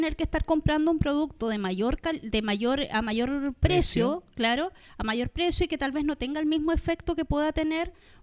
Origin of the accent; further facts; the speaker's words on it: Patagonia, Chile; Para quienes somos de la Patagonia, sabemos que es un arbusto endémico de la Patagonia chilena y argentina.